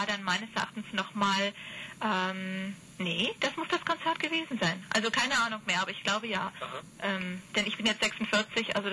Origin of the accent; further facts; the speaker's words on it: Bonn, North Rhine-Westphalia, Germany; Ich komme aus Bonn.